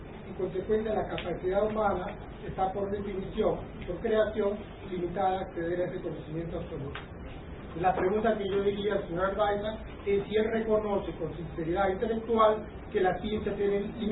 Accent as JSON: {"language": "Spanish", "country": "Peru", "said": "peruano y como tal tengo una perspectiva un poco distinta a la respuesta en algunas cosas concretas"}